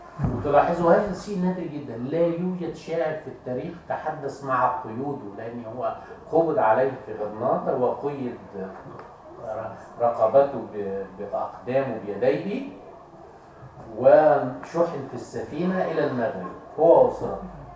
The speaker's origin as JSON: {"language": "Arabic", "country": "Egypt", "said": "يعني مثلا عندنا في مصر"}